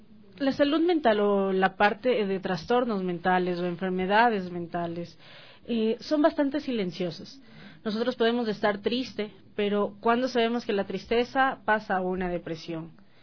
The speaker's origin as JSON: {"language": "Spanish", "country": "Ecuador", "said": "Nosotros como ecuatorianos tenemos más la idiosincrasia de necesitar más"}